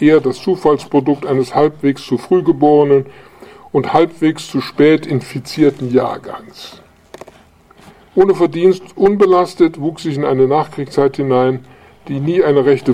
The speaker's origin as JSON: {"language": "German", "town": "Gdańsk", "region": "Pomeranian Voivodeship", "country": "Poland", "tie": "born there", "said": "Im Jahr 1927 wurde ich in Danzig geboren."}